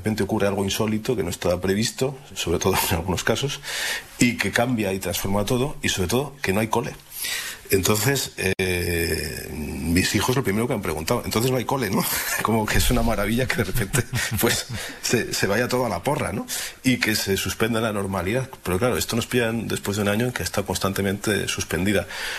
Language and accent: Spanish; León, Castile and León, Spain; me recuerdan a la infancia, porque yo de pequeño vivía en León